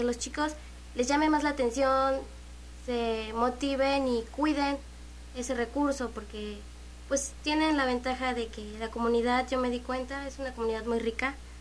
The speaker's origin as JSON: {"language": "Spanish", "town": "Juchique de Ferrer", "region": "Veracruz", "country": "Mexico", "said": "Soy de Juchique de Ferrer."}